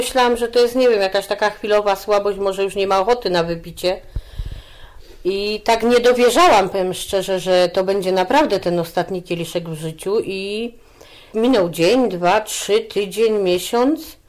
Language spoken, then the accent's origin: Polish; Wrocław, Lower Silesian Voivodeship, Poland; now in Skoczów, Poland; ja pochodzę z Wrocławia, mieszkam w Skoczowie, nie mam żadnej rodziny.